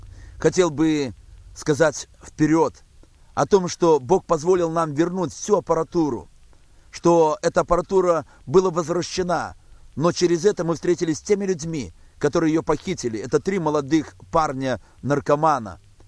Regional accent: Baranavichy, Brest Region, Belarus; мы возвратились в Белоруссию, мы возвратились в родной город, в город Барановичи, где проживаем на данный момент.

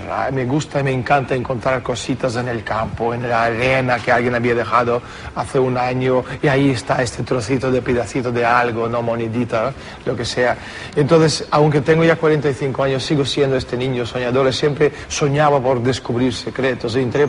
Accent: Russia; Spanish is a second language; Soy ruso.

